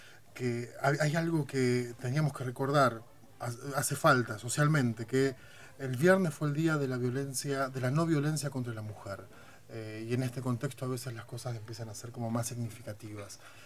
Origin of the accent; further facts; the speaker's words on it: Argentina; para aquellos que somos argentinos